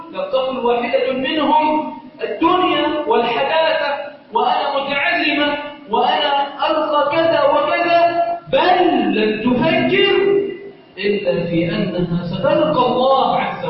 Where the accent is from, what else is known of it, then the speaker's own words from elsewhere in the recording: Egypt; اللهم إنا نسألك أن تجعل بلدنا مصر سخاء رخاء أمنا أمانا